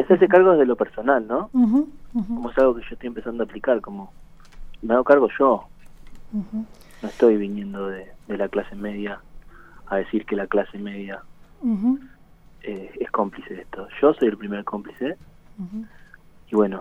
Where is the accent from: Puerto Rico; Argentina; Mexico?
Argentina; Bariloche, Río Negro; moved away as an adult; desde que me fui a estudiar cine a La Plata, que salí de ahí de Bari y me vine acá.